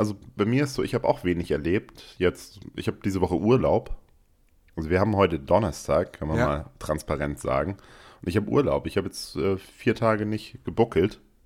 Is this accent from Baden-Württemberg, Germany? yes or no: yes; Stuttgart, Baden-Württemberg, Germany; Bei uns in Stuttgart, wir haben so viele Ausländer, aber keiner ist Rassist.